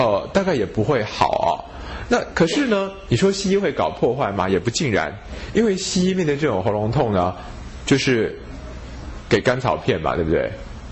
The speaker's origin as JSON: {"language": "Chinese", "country": "Taiwan", "said": "就觉得我们台湾人好像也没有比较健康"}